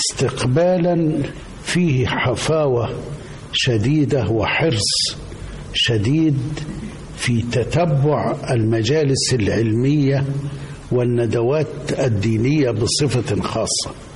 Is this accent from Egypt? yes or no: yes; Bani Amer, Sharqia Governorate, Egypt; كنت منذ طفولتي أعيش في قريتي وهي بني عامر مركز الزقازيق محافظة الشرقية،